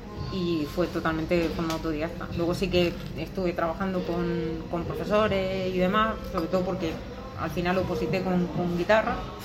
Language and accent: Spanish; Almería, Andalusia, Spain; moved away; llevo 10 años aquí, pero sí, yo soy de Almería.